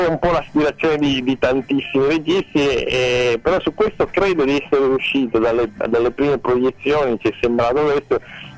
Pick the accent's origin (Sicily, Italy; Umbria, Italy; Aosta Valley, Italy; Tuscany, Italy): Sicily, Italy; Palermo; essendo palermitano faccio fatica a sentire quella che di fuori che parla in palermitano